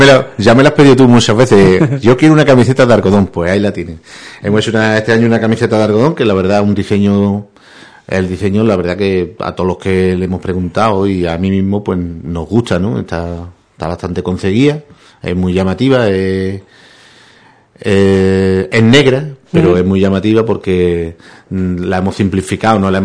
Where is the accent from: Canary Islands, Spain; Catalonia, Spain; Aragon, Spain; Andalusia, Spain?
Andalusia, Spain; Benaocaz; esto es lo que puede ofrecer mi pueblo, esto es lo que puede ofrecer Benaocá.